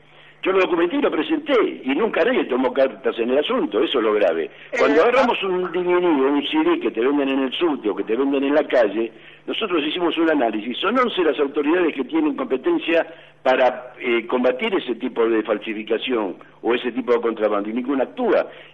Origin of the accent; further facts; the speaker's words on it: Formosa, Argentina; Formosa tiene unas características muy particulares, todavía seguimos teniendo la vida pueblerina, tenemos la idiosincrasia de pueblo